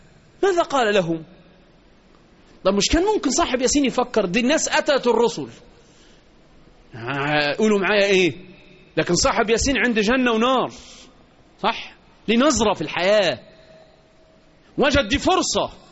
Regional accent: Egypt; وإحنا كمصريين علينا عبء كبير

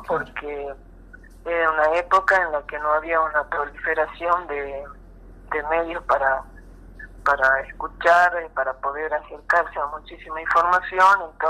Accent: Salta, Argentina; now in Buenos Aires, Argentina; Bueno, yo nací en Salta. He vivido la mitad de mi vida más o menos en Salta y la otra mitad ya me vine a vivir a Buenos Aires.

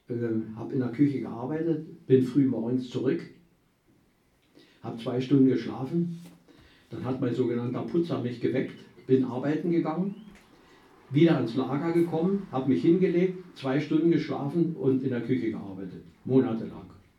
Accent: Brandenburg, Germany; Jetzt stamme ich aus der Niederlausitz und da gibt es so ein Traditionsgericht, wie vielleicht über alle, Pellkartoffeln mit Quark und Leinöl.

